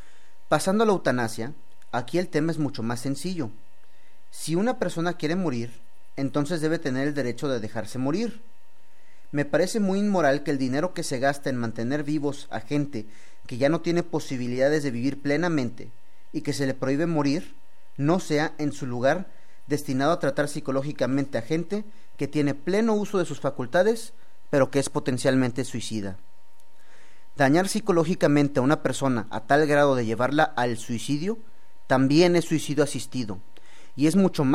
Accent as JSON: {"language": "Spanish", "country": "Mexico", "said": "también habemos quienes no compartimos sus creencias y que también somos mexicanos"}